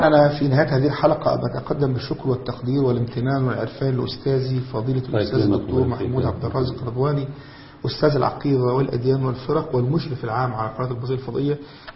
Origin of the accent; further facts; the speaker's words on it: Egypt; ربنا يحفظ بلدنا مصر